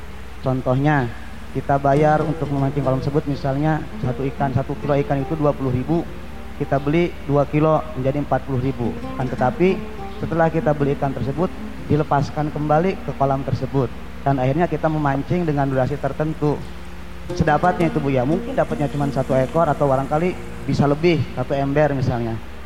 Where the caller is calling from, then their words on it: Kuningan, West Java, Indonesia; Saya dari Kuningan ingin bertanya